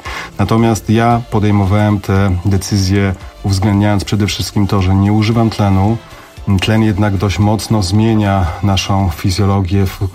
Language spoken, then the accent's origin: Polish; Silesian Voivodeship, Poland; Ja jestem góralem, urodzonym pod Pilskiem.